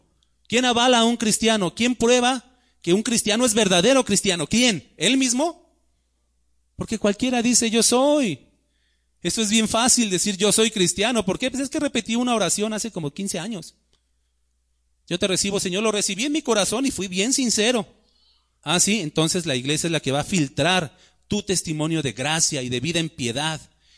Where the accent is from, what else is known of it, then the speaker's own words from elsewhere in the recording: Mexico City, Mexico; Pues yo vengo de México, es más, soy chilango, ¿no?